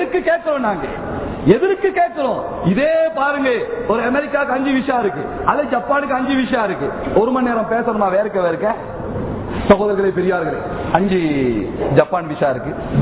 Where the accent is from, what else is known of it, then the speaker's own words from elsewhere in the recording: Hatton, Central Province, Sri Lanka; accent: Estate Tamil; நான் ஹெட்டன்காரன், எஸ்டேட்ல உள்ள தமிழ்ல தான் பேசுறேன், சுத்த தமிழ் நமக்கு தெரியாது.